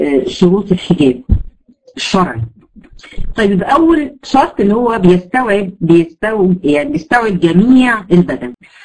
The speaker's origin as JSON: {"language": "Arabic", "country": "Egypt", "said": "احنا عندنا في مصر مثلا الفوشيا ده يعتبر لون مخيف جدا للنظر"}